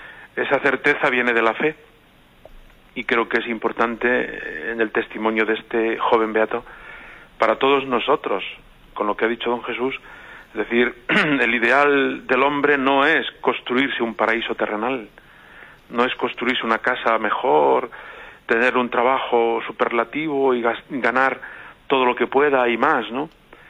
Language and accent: Spanish; Puente del Arzobispo, Castilla-La Mancha, Spain; En mi pueblo natal, Puente del Arzobispo, celebramos esta acción de gracias gozosa